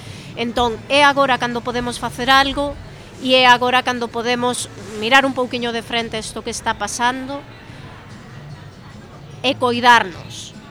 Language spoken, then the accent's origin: Galician; Xunqueira, Galicia, Spain; born there; Eu vivo cerca, nacín en Xunqueira, quérolle ao sitio